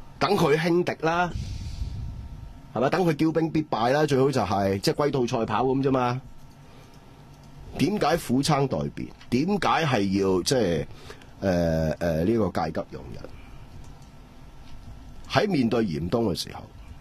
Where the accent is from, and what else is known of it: Hong Kong